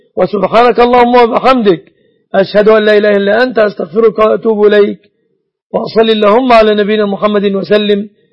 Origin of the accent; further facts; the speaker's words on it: Egypt; أن يسلم بلادنا مصر من كل الفتن